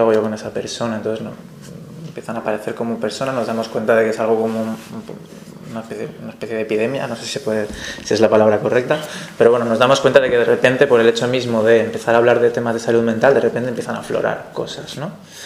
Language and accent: Spanish; Valencia, Valencian Community, Spain; Yo vengo de Valencia, vengo de los movimientos sociales de Valencia, sobre todo del movimiento libertario